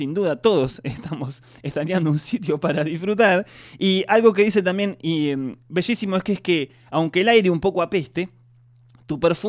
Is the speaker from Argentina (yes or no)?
yes; Argentina; a nosotros como argentinos nos toca mucho